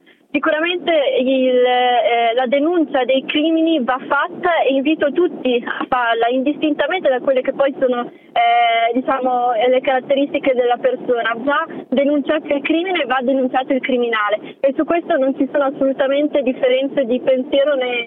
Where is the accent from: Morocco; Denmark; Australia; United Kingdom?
Morocco; perché provengo dal Marocco e anche perché professo una religione che è differente dalla maggioranza.